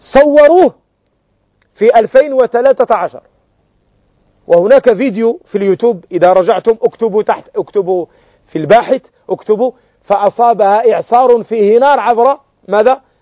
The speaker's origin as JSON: {"language": "Arabic", "country": "Morocco", "said": "وأنتم تعلمون في عندنا في المغرب نعبر بسمايم"}